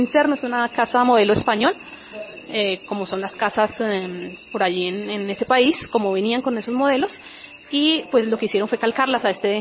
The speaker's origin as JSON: {"language": "Spanish", "town": "Fómeque", "region": "Cundinamarca", "country": "Colombia", "said": "De Fomeque, en municipio Fomeque de la vereda de Mortiñazo."}